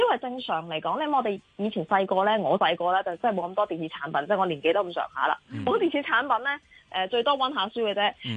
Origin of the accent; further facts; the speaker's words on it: China; 其實中國咧，我哋中國人都好叻㗎。